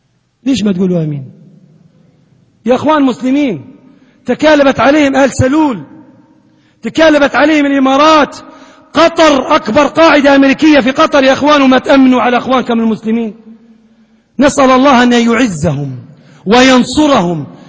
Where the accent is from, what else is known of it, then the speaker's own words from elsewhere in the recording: Libya; اللهم من أراد بلادنا ليبيا بسوء